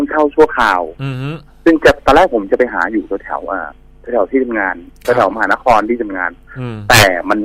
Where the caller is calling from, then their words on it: Phra Pradaeng, Samut Prakan, Thailand; พระประแดงพี่เดี๋ยวนี้ผมนอนออฟฟิศครับ